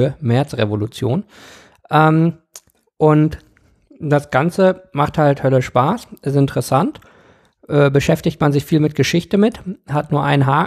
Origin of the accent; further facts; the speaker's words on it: Bochum, North Rhine-Westphalia, Germany; born there; also born or lived in Rwanda; ich bin in Bochum im Ruhrgebiet geboren, bin dann aber in Ruanda in Ostafrika aufgewachsen, bis ich 5 war. Das ist so grob, wo ich herkomme.